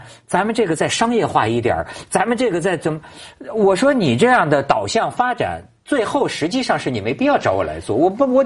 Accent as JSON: {"language": "Chinese", "region": "Beijing", "country": "China", "said": "那你像我们北京那儿的"}